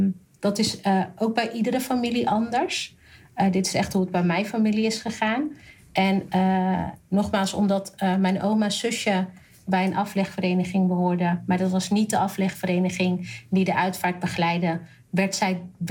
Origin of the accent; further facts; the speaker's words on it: North Brabant, Netherlands; Nou kom ik uit Brabant, dus moest ik wel heel veel dingen uitleggen.